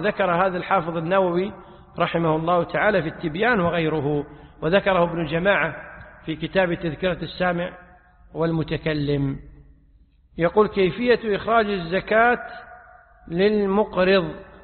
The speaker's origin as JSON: {"language": "Arabic", "country": "Kuwait", "said": "هذه عادة معروفة عندنا في الكويت"}